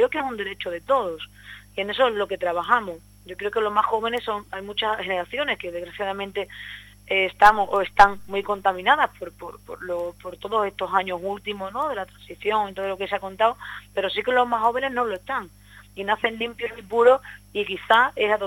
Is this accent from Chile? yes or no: no; Seville, Andalusia, Spain; Es donde casi nací en Sevilla, pero bueno, es donde he nacido, donde me he criado, donde tengo todas mis raíces